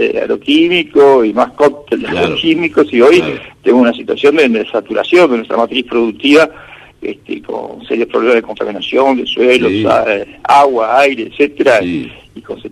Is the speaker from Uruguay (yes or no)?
no; Patagonia, Argentina; Sí, yo soy original de la Patagonia, así que siempre tengo que pasar por esos lados.